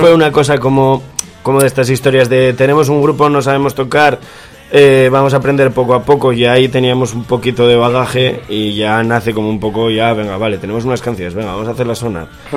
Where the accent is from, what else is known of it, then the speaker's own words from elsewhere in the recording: Gijón, Asturias, Spain; básicamente nos conocemos desde la adolescencia, nosotros somos de Gijón